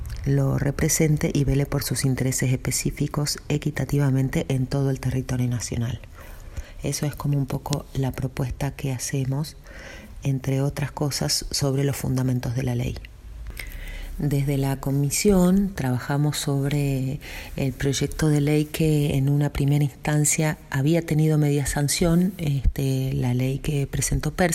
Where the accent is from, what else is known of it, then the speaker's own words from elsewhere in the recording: Salta, Argentina; soy de Salta